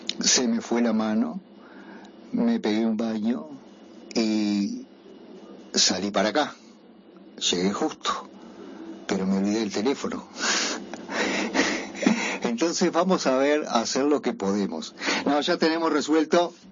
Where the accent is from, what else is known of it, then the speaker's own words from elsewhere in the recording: Paysandú, Uruguay; Como saben, yo soy de Paysandú y me conozco bastante bien algunas zonas del río